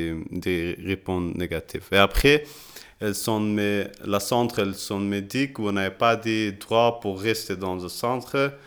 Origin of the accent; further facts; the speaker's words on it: Kabul, Afghanistan; French is a second language; now in Brussels, Belgium; Parce que je suis de Kaboul, le commissariat croit que Kaboul elle était sûre, elle ne sait pas dangereux la même des autres provinces qui sont à Afghanistan.